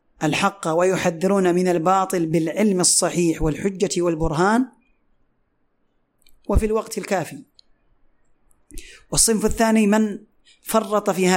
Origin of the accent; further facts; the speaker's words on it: Yemen; ومثل ما هو حاصل اليوم عندنا في اليمن